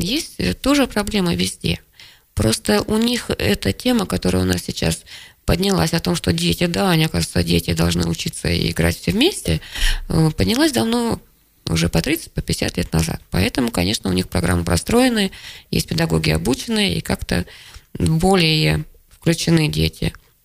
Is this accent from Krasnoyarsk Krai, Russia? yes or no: yes; Kansk, Krasnoyarsk Krai, Russia; also born or lived in Plauen, Germany; Нет, я родилась за границей в Германии, в очень красивом городе, Плауне. У меня отец был военный. Но в 5 лет меня отправили к бабушке с дедушкой в Канск, потому что я совершенно не говорила по-русски